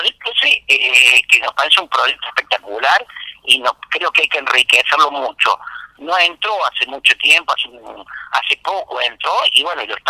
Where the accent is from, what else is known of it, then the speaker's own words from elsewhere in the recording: Villa Allende, Córdoba, Argentina; Los que somos nacidos en Villa Allende, yo me acuerdo que pescamos mojarrita en el arroyo este